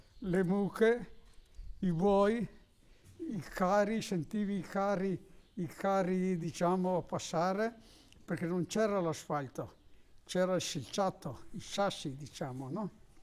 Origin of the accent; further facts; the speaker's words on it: Chiarano, Veneto, Italy; now in Massone, Italy; Io sono di Chiarano, però è del 71 che sono qua a Massone.